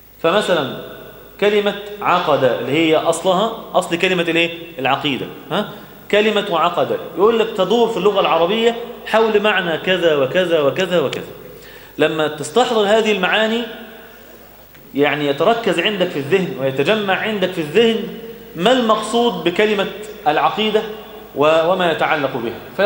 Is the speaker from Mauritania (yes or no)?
no; Egypt; إحنا بقى كمصريين